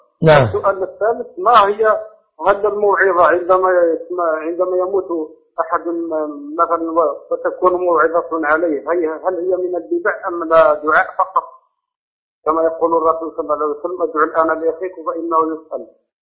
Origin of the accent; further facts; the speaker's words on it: Algeria; أنا من الجزائر